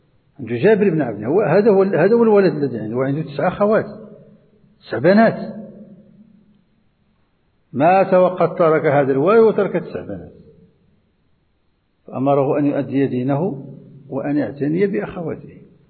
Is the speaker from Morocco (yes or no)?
yes; Morocco; وهو ما يسمى عندنا في المغرب بالخطارات